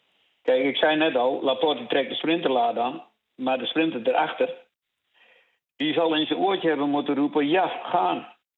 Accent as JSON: {"language": "Dutch", "country": "Netherlands", "said": "Maar ik ben wel Nederlander en ik blijf wel een beetje chauvinistisch."}